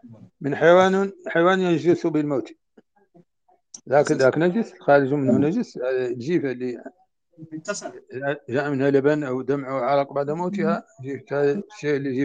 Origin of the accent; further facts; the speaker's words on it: Mauritania; عندنا في موريتانيا.